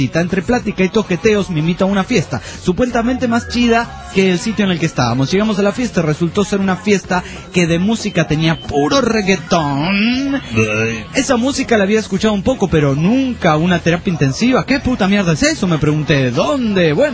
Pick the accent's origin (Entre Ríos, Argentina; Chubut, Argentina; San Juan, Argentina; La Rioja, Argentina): San Juan, Argentina; Quería comentar que no sé si sabían que los argentinos